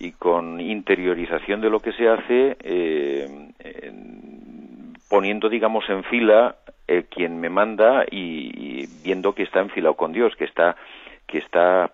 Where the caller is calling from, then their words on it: Madrid, Community of Madrid, Spain; de Madrid.